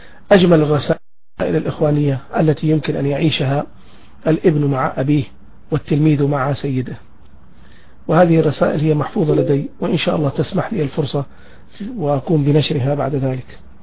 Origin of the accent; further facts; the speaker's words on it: Taif, Makkah Province, Saudi Arabia; فرضت علينا الظروف أن نعيش في مدينة الطائف كما يعلم الجميع بطحا كبيرا من الزمن، وأنا ولدت في مدينة الطائف في عام 1967